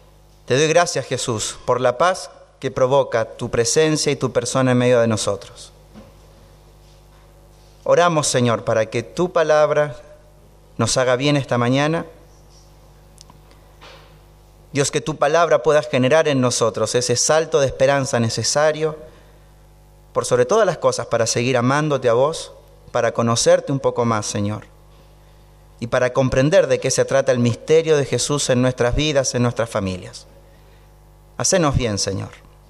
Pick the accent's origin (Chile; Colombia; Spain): Chile; somos chilenos con mi esposa, así que todo el tiempo la cordillera la transitamos en avión o caminando